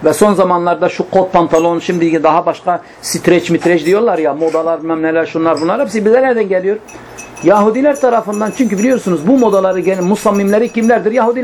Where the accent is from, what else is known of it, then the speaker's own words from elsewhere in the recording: Midyat, Mardin, Turkey; Yani ben Midyatlıyım. Bizim Midyat'ta biliyorsunuz iki kesimdir. Bir Estel kesimi, bir Midyat kesimi. Hepsi Midyat'tır ama Estel kesimi Müslümandırlar. Midyat kesimi Hristiyandırlar.